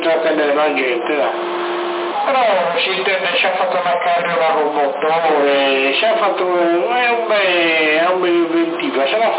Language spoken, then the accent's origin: Italian; Sassari, Sardinia, Italy; ma io sono da Sassari